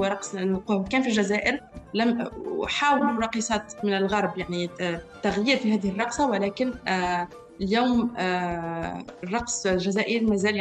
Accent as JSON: {"language": "Arabic", "country": "Tunisia", "tie": "born or raised there", "said": "انا تربيت في تونس، تربيت على الاغاني … ، الاغاني والافلام المصريه"}